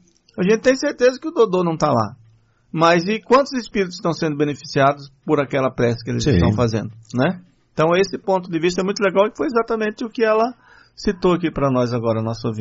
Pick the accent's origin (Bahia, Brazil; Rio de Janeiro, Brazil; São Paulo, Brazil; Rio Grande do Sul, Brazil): Bahia, Brazil; Patamutã; Na minha terra ninguém é proibido. Não, outra coisa é o seguinte. Estou falando lá em Patamutã, né? Porque na Bahia, no começo eles entraram em horário de verão algumas vezes.